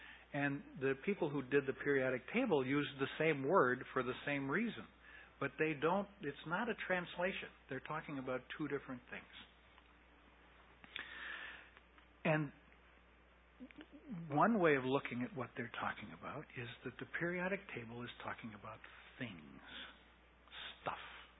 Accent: United States; And the difficulty is, for me as an American, the use of the word element.

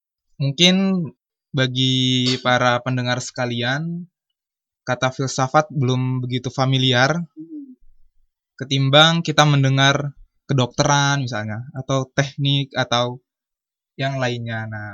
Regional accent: Jakarta, Indonesia; Asli saya dari Tanjung Priok, Jakarta Utara, Kecamatan Koja.

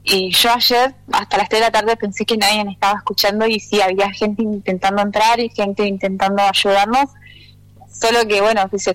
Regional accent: El Maitén, Chubut, Argentina; yo soy de Maitén, mi love está allá, mi raíz es de ahí, mi amor más grande está en la comunidad, pero hoy yo estoy desarrollando mi vida acá

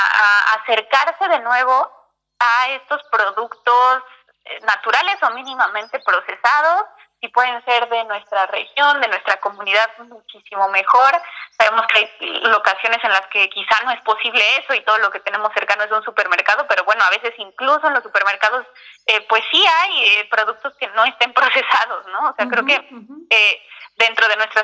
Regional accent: Mexico City, Mexico; yo soy de la Ciudad de México

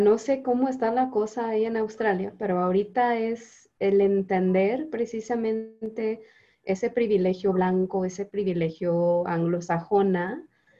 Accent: Canada; yo como canadiense entiendo la mitad, la verdad

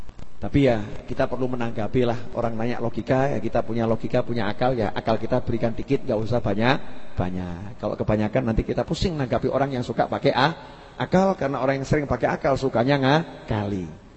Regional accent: Solo, Central Java, Indonesia; Oh saya itu orang Solo kan. Kalau ngomong Inggris suka salah-salah.

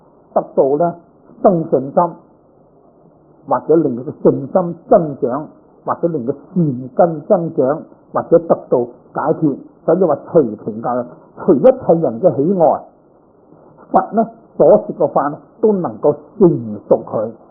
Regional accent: Guangdong, China; now in San Francisco, United States; 你就广东自己，我系广东人，你就广东啊！

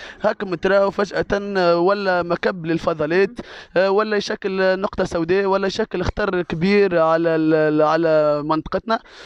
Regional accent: El Ouardia, Tunis Governorate, Tunisia; في الحقيقة حبيت نفند نسبة الوعي في الوردية اللي نحن رانا من قبل كجمعية حومتنا الثقافية وكأبناء منطقة وشباب من قبل قاعدين نخدموا

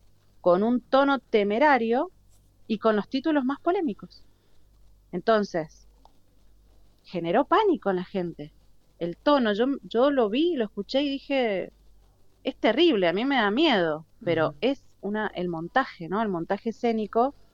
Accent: Mendoza, Argentina; no como politóloga y como ciudadana y como mendocina, me parece ridículo directamente

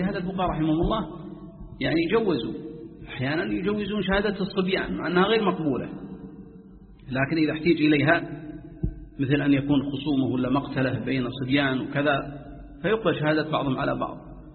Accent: Jeddah, Makkah Province, Saudi Arabia; أظن بعض الكتاب عندنا في جدة

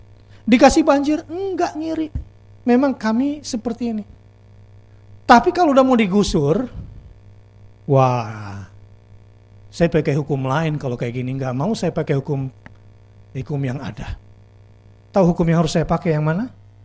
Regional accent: Luar Batang, Jakarta, Indonesia; Itu Masjid Keramat Luar Batang, 3 abad yang lalu sudah ada di situ, dan gua anak Luar Batang asli.

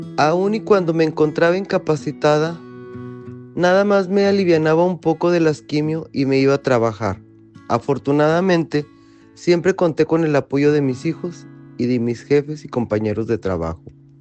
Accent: Torreón, Coahuila, Mexico; sobreviviente de cáncer de mama. Tengo 59 años y soy originaria de Torreón, Coahuila.

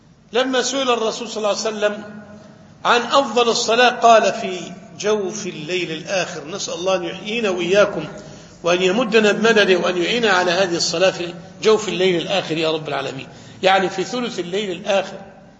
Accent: Egypt; سواء لما وقعت الفتن في العراق أو في الشام أو عندنا في مصر

